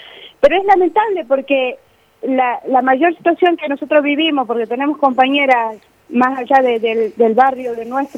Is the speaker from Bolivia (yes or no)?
yes; Bolivia; nos está dando esa oportunidad de sentirnos orgullosos de ser bolivianos